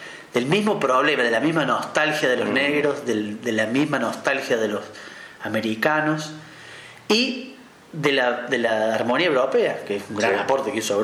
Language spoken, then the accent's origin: Spanish; Córdoba, Argentina; Yo no seré muy futbolero que digamos, pero soy de Alberdi